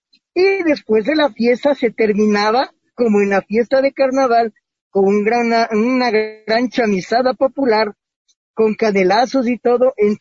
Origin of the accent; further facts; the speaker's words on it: Quito, Pichincha, Ecuador; Los quiteños nacemos con un chip muy especial.